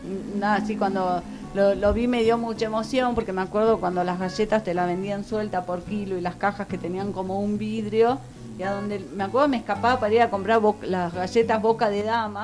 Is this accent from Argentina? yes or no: yes; Capilla del Monte, Córdoba, Argentina; Yo que nací, me crié en Capilla del Monte, siempre estuve acá y elijo, si Dios así lo quiere, estar acá el resto de mis días, porque amo este lugar.